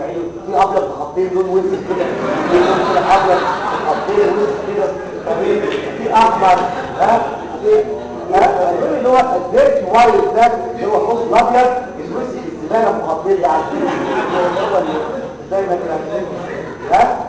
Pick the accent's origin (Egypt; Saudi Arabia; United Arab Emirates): Egypt; لكن احنا عندنا في مصر ما زال الجبس